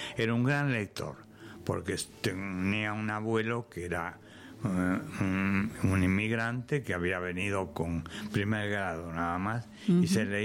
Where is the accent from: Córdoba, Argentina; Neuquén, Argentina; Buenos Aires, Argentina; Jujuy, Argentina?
Buenos Aires, Argentina; born there; now in Merlo, Argentina; No, yo nací en Buenos Aires. Vine acá por primera vez hace 68 años aproximadamente